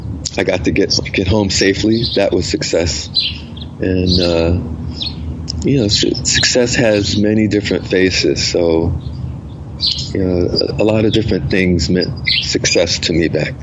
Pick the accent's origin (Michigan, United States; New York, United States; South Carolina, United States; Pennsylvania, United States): Pennsylvania, United States; Philadelphia; when I grew up in South Philadelphia.